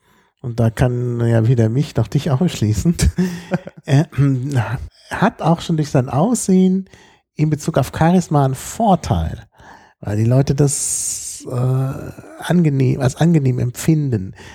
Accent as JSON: {"language": "German", "town": "Dortmund", "region": "North Rhine-Westphalia", "country": "Germany", "tie": "born there", "lives_now": "Berlin, Germany", "said": "Also geboren bin ich in Dortmund, aber eigentlich fühle ich mich seit Anfang 1998, so richtig als Berliner."}